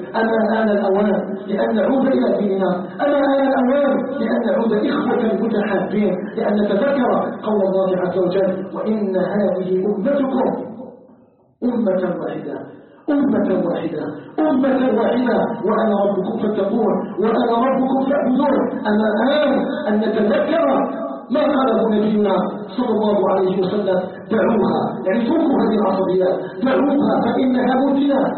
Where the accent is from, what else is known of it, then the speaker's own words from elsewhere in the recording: Algeria; أن يجعل بلدنا الجزائر بلدا آمنا مطمئنا مجتمعا متآلفا متحادا